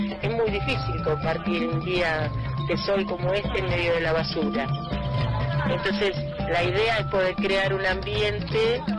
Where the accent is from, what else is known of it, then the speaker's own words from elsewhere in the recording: La Plata, Buenos Aires Province, Argentina; also born or lived in La Pampa; soy nacida en La Pampa, pero desde muy chica viví en La Plata, hasta que me casé, que vine acá a los 32 años